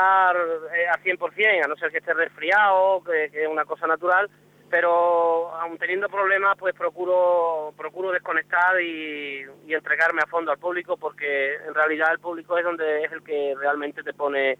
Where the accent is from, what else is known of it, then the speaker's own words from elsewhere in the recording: Extremadura, Spain; me siento orgulloso de ser extremeño y de la consideración que tienen respecto a mi persona en general